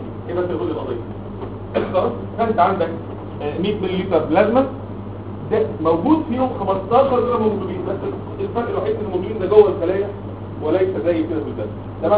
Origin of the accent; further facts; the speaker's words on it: Egypt; انما احنا ساعتين مصريين بتوع الحضاره والتراث